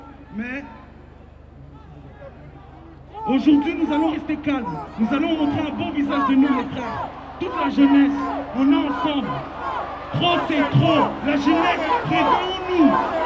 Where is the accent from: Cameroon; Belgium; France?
Belgium; Moi, je suis un jeune noir de quartier. On a grandi ici en Belgique avec beaucoup de nos frères.